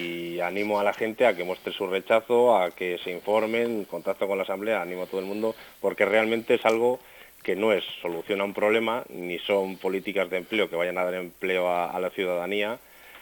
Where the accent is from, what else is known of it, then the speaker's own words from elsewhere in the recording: Reinosa, Cantabria, Spain; somos los ciudadanos de Reynosa los que vamos a vivir en estas zonas